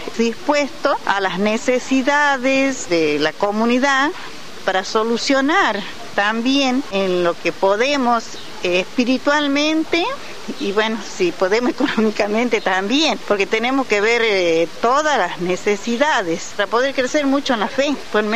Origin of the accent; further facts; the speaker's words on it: Frías, Santiago del Estero, Argentina; Soy de Frías, pertenezco a la parroquia Inmaculada Concepción de la pequeña comunidad de la Capilla San Cayetano del barrio 24 de septiembre.